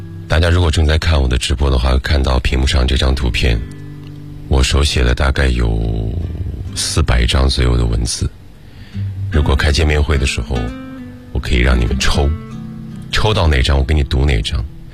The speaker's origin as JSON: {"language": "Chinese", "region": "Shandong", "country": "China", "tie": "born or raised there", "said": "如果我不来到北京，如果我大学毕业就留在了我的故乡山东"}